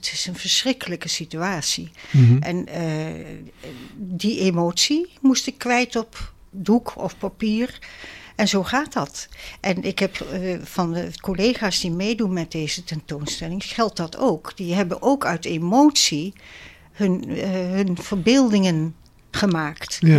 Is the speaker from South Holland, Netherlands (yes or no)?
yes; Rijswijk, South Holland, Netherlands; En ik ben zelf uit Rijswijk.